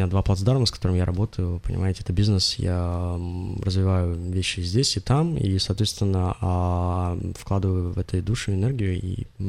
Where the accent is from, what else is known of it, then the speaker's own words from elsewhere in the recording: Russia; born there; мне не нужно, я родился в России, у меня это, скажем так, в моих венах, да.